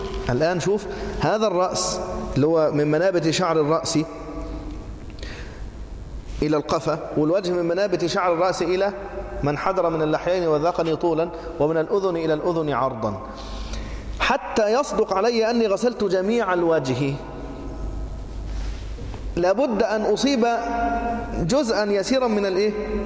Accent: Egypt; وأنا مصري

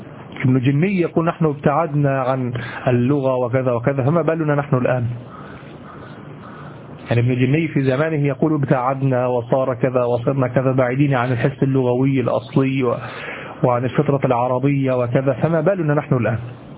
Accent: Egypt; وهذه عندنا في مصر قاتلة، أن تضرب أحدا على قفاه هذا ثأر

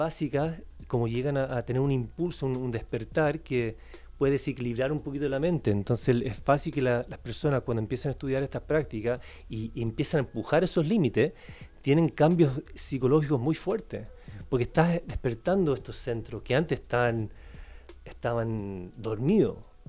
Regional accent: California, United States; Soy de los Estados Unidos, por si acaso, de California, viví mucho tiempo ahí.

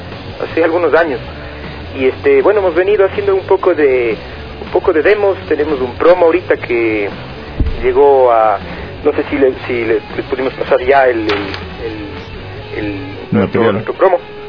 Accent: Cuenca, Azuay, Ecuador; sí, bueno, si me escuchan ahora cantando, sí, bueno, está claro que soy de Cuenca, ¿no?

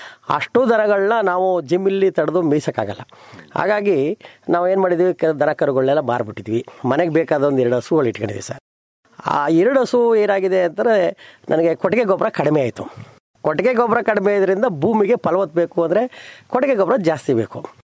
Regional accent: Mudunalli, Karnataka, India; ನಂಜನಗೂಡು ತಾಲೂಕು ಮುಡುನಳ್ಳಿ ಗ್ರಾಮ ಸರ್. ಒಂದು ರೈತರು, ನಮಗೆ ಒಂದು 15 ಎಕರೆ ಜಮೀನಿದೆ ಸರ್.

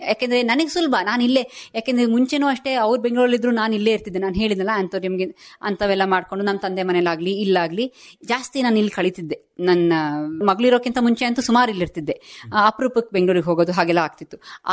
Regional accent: Hassan, Karnataka, India; ನಮಗೆ ಇಲ್ಲಿ ಭೂಮಿ ಇದೆ, ನಾವು ಹುಟ್ಟಿದ್ದು ಬೆಳೆದಿದ್ದು ಎಲ್ಲ ಇಲ್ಲೇ.

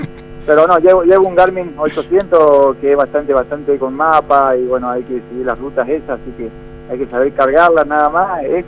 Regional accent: General Alvear, Mendoza, Argentina; representar de la mejor manera a lo que hizo Argentina, Mendoza, como siempre, y a mi pueblo natal, que es el General Alvear

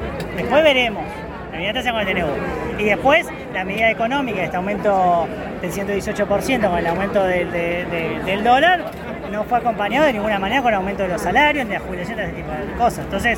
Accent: Buenos Aires, Argentina; La mayoría somos acá de Ciudad de Buenos Aires, que es Buenos Aires.

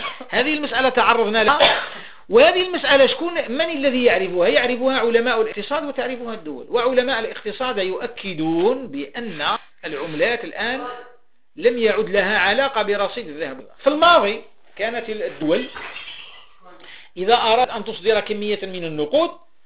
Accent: Algeria; بلادي الجزائر

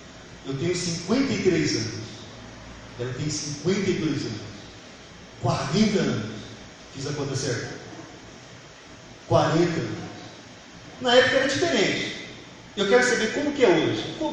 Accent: Itupã, São Paulo, Brazil; now in Londrina, Brazil; Nós somos de Itupã, estado de São Paulo. Nós estamos aqui em Londrina para que eu possa terminar os cursos que aqui me propus fazer.

